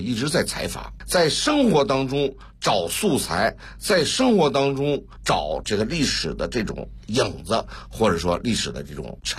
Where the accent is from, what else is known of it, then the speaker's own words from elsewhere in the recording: Beijing, China; 那么我们这一代人，因为从小就在胡同生胡同长的，对胡同有感情，对胡同文化又有一些了解，